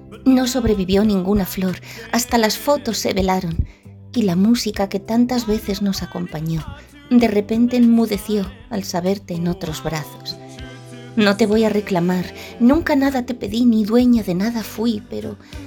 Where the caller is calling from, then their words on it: Santiago de Compostela, Galicia, Spain; de Santiago de Compostela.